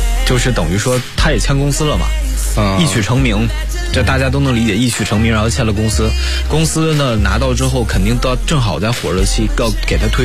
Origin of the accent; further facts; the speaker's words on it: Shenyang, Liaoning, China; 在沈阳，在我老家那边